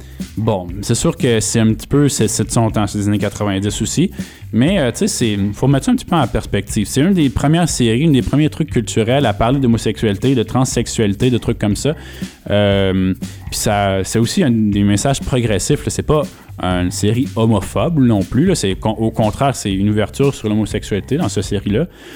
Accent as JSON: {"language": "French", "region": "Quebec", "country": "Canada", "said": "c'est sûr qu'en tant que Québécois, tu peux aller en France puis voir ça un petit peu se passer."}